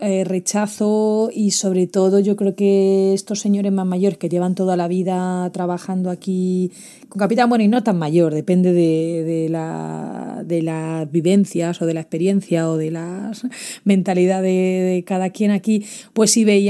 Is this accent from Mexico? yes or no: no; Spain; accent: Spanish; soy la única española hablando por la radio en los barcos, entonces es muy fácil reconocerme el acento español